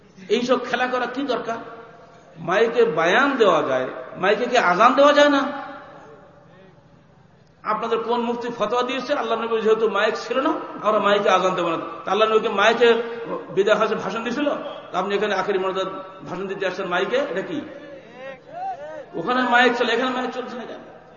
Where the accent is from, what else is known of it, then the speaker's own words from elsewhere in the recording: Bangladesh; আমি বাংলাদেশি, আমি বাংলা ভাষায় আমার দেশের তবলিগ করব